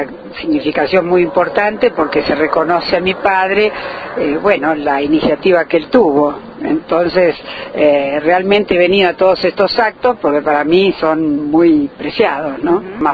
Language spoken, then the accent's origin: Spanish; Olavarría, Buenos Aires Province, Argentina; yo he vivido acá, soy nativa de Olavarría, he estudiado acá en el primario y parte del secundario